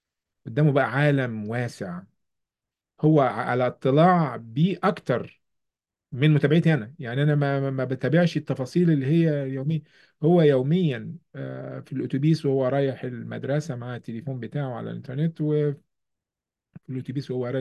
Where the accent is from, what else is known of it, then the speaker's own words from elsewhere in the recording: Egypt; now in New York, United States; إحنا في نيويورك، وخلفيتي أنا من كمصري وعربي ومسلم